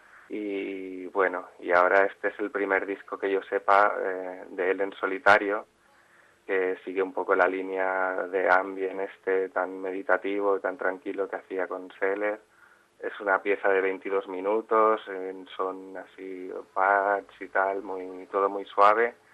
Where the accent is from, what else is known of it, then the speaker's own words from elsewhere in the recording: Mollet del Vallès, Catalonia, Spain; un local cultural aquí en Mollet, en mi pueblo.